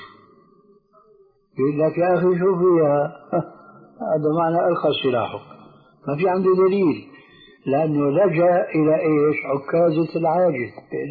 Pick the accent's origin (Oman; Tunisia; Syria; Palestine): Syria; وعمر يلا كما يقولون عندنا في سوريا أدنى اليهود